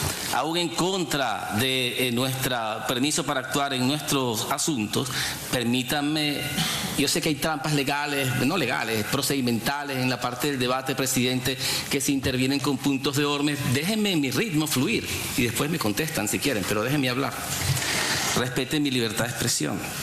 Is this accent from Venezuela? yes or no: yes; Venezuela; que yo debo ser como venezolano más leal a mi Constitución